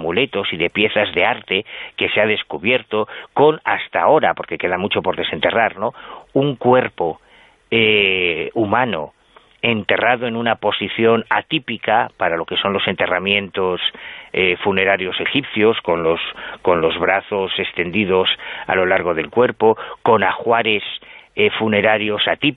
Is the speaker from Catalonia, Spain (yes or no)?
no; Galicia, Spain; Es que yo soy gallego practicante.